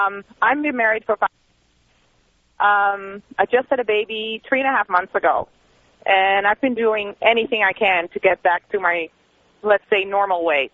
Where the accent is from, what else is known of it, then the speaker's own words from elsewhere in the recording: Amsterdam, North Holland, Netherlands; English is a second language; moved away; Yeah, I'm actually from Amsterdam.